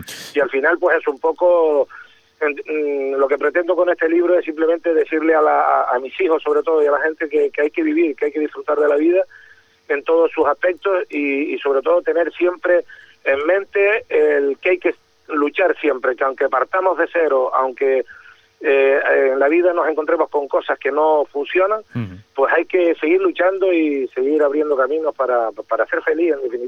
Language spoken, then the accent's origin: Spanish; Güímar, Canary Islands, Spain; nombro todo lo que es mi infancia aquí en Güímar, lo que fue una infancia muy feliz